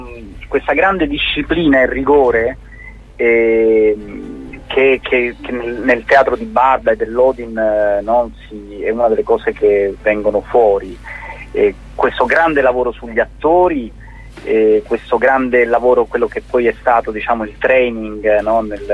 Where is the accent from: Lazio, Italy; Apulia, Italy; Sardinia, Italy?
Apulia, Italy; essendo pugliese io